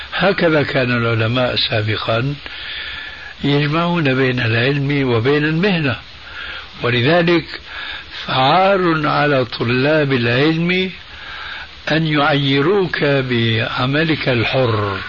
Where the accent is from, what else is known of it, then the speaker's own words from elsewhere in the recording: Damascus, Damascus Governorate, Syria; هذه منطقة اسمها عندنا في الشام الحريقة